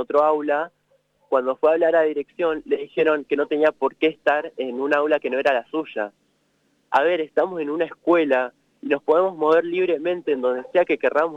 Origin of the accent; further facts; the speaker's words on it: General Pico, La Pampa, Argentina; born there; Sí, yo nací acá en General Pico